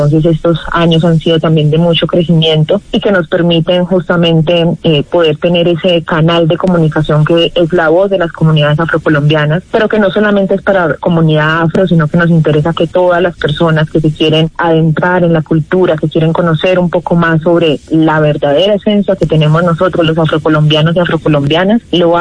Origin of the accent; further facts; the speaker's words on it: Medellín, Antioquia, Colombia; yo soy de Medellín, con raíces chocuanas y de Santa Marta, de familia costeña también.